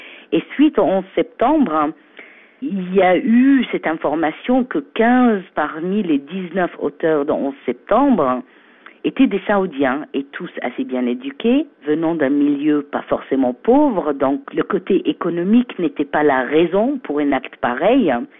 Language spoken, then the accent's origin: French; Egypt; Je suis égyptienne, mais j'ai beaucoup vécu à l'étranger. Mon père est diplomate, donc j'ai grandi un peu partout dans le monde. Mais j'ai fait mes études à l'université américaine du Caire.